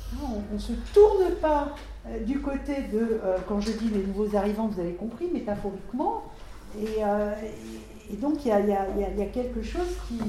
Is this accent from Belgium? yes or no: no; France; je suis française d'origine. Je suis française d'origine, mais je ne suis pas d'origine française.